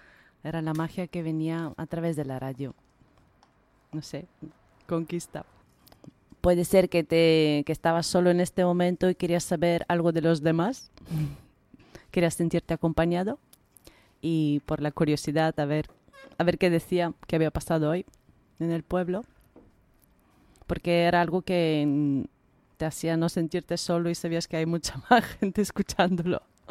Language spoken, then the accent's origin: Spanish; Bulgaria; Pues en mi pueblo natal, en Bulgaria, había una radio local.